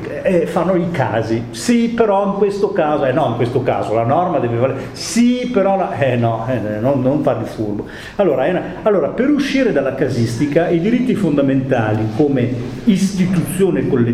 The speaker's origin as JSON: {"language": "Italian", "town": "Modena", "region": "Emilia-Romagna", "country": "Italy", "said": "io sono modenese"}